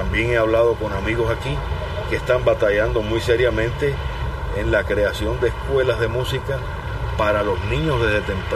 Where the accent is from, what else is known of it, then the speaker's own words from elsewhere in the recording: Cuba; born there; toco una de mis rumbitas de Cuba, de donde yo nací y de donde, y como yo vi bailar a la gente